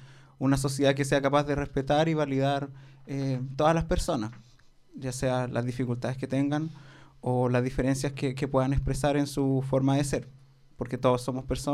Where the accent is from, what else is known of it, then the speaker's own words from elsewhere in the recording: Santiago, Santiago Metropolitan Region, Chile; yo soy de Santiago